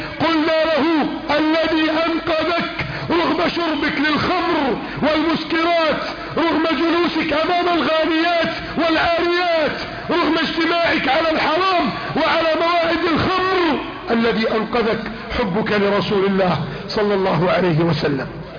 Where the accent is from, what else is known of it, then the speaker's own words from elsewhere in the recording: Egypt; اللهم اجعل بلدنا مصر امنا امانا